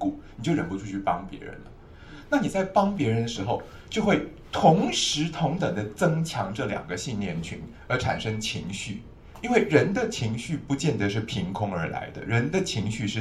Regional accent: Taiwan; 那你有没有发现我们台湾人最近这些年大肠癌节节攀升

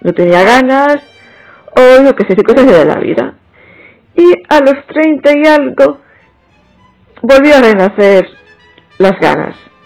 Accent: Barcelona, Catalonia, Spain; Soy de Barcelona y en esa ciudad se ha desarrollado toda mi vida. Aunque tengo sangre manchega por parte de padre y gallega por parte de madre. Estudié informática, más concretamente programación

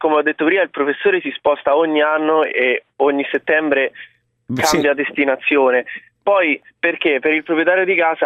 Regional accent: Rome, Lazio, Italy; io sono un ragazzo di 21 anni, vengo da Roma

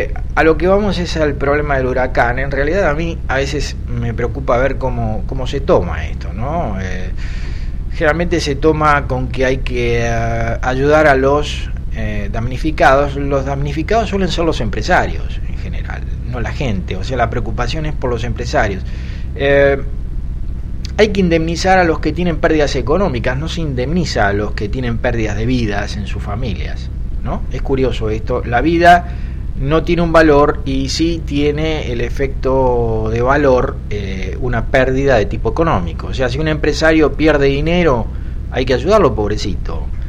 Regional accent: Argentina; la experiencia en mi país, Argentina, es que, por ejemplo, las frazadas para los soldados, el alimento para los soldados que estaban peleando en Malvinas, terminaban siendo revendidos.

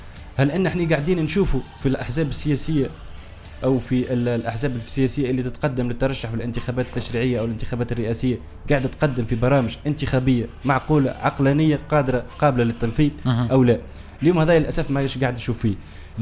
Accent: Tunisia; اليوم يلزمنا احنا كدوله تونسيه بصفه عامه او كشباب

